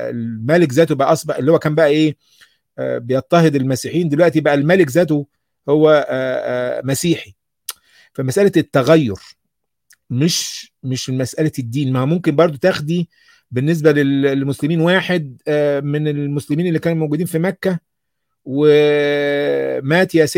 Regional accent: Egypt; الكلام ده إحنا نتفخر به ك ك ك كمصريين إن في حاجات كتيرة جدا بدأت من عندنا

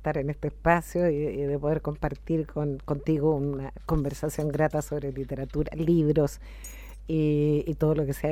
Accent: Santiago, Santiago Metropolitan Region, Chile; born there; Mira, yo nací en Santiago de Chile.

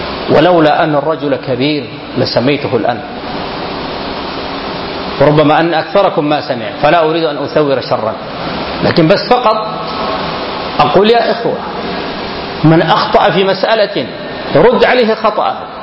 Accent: Sudan; فالقوم أثروا في كثير من الناس هنا في بلدنا السودان

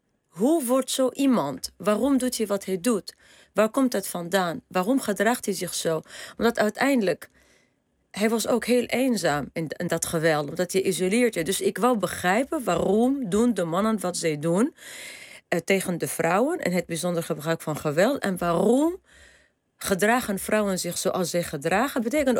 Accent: Tunisia; ik ben opgegroeid in Tunesië op strand, op een zeer toeristische plek.

